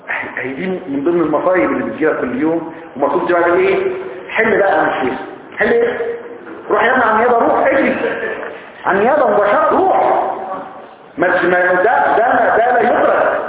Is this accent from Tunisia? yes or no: no; Egypt; احنا كمصريين اساتذه